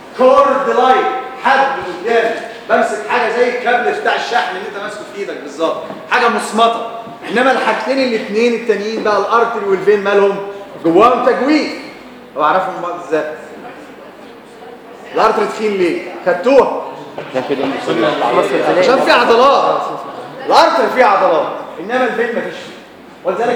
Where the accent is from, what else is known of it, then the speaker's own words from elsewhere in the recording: Egypt; لا احنا عندنا في مصر اي حوار بتتكلم معاه كده مبسوط منك